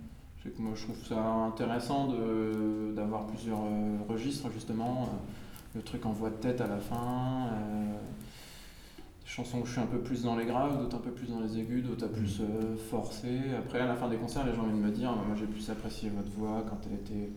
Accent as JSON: {"language": "French", "country": "France", "said": "Il faudra que je le fasse parce que je suis français et puis."}